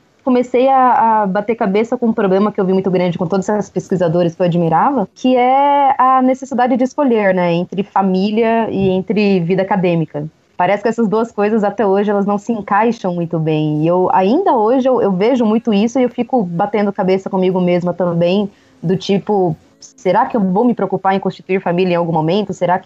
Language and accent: Portuguese; Pernambuco, Brazil; até por conta da minha infância em Pernambuco e tudo mais